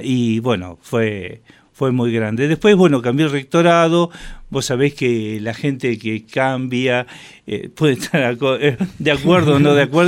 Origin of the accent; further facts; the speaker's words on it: Buenos Aires, Argentina; cuando yo estuve solo acá, porque nosotros somos de Buenos Aires